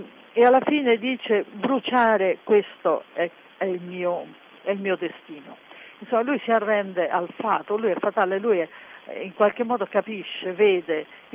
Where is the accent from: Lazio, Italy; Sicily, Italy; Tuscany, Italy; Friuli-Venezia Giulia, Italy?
Sicily, Italy; Delia; Noi veniamo da Delia, che è un paesino nel centro della Sicilia, in montagna